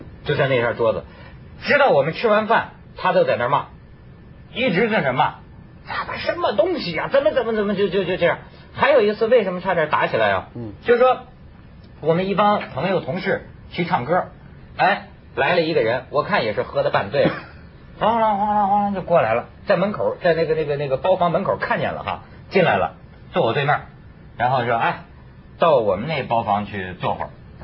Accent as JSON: {"language": "Chinese", "region": "North China", "country": "China", "said": "你像我是北方人，我就格外熟悉"}